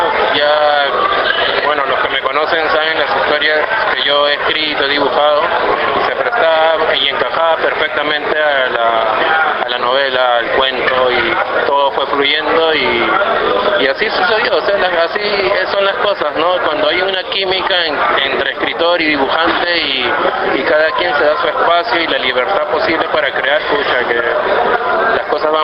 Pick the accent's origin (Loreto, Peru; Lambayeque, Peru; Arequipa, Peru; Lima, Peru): Lima, Peru; yo soy del barrio de Matute, de La Victoria, y vivía muy de cerca todos los acontecimientos